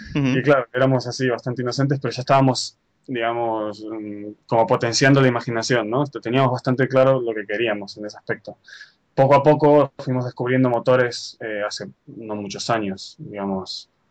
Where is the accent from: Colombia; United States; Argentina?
Argentina; also born or lived in Spain; now in Japan; Yo soy nacido en Argentina, he vivido en España ya unos 12 años, Bueno, mi familia viene de parte española e italiana. Y realmente estoy viviendo en Japón ahora mismo, pero estoy en Valencia por problemas de papeles